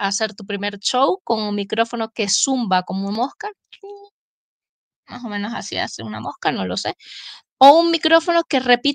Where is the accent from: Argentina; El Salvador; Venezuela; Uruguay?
Venezuela; now in Spain; Catirita, pues, como decimos en Venezuela, rubia, como dicen aquí